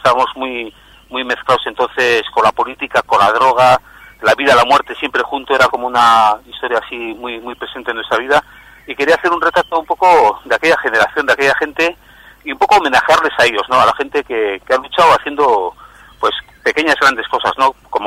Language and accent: Spanish; Rentería, Basque Country, Spain; moved away as an adult; now in Barcelona, Spain; yo soy nacido en Rentería Oreta, he sido un vecino de Rentería que he intentado ser pues uno más entre la gente en aquel tiempo que estuve viviendo allá, que fueron más o menos hasta los 23 años así